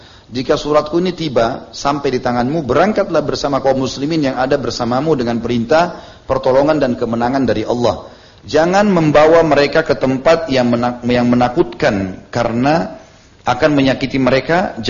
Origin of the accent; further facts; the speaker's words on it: Indonesia; born there; Kita memang lahir di Indonesia